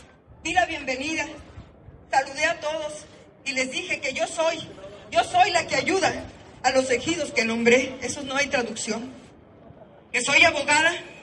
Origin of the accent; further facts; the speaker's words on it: Chihuahua, Mexico; todos somos mexicanos